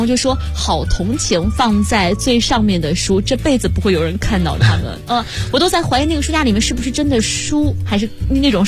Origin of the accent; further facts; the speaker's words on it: Harbin, Heilongjiang, China; 大家好，我是哈尔滨的